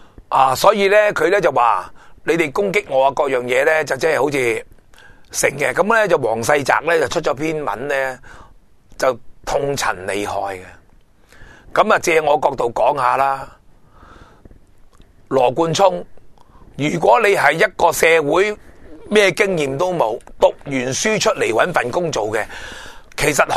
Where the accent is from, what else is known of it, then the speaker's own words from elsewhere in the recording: Hong Kong; 我哋香港人一人一票亦都系无关痛痒